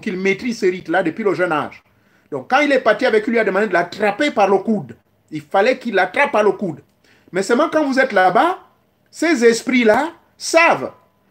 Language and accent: French; Gabon